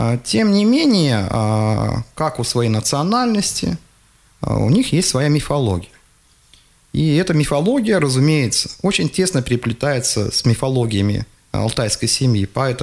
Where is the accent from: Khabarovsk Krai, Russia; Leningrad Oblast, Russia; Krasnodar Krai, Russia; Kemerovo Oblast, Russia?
Kemerovo Oblast, Russia; я родом из Горной Шории, то есть это, что такое Горная Шория? Это юг Кузбасса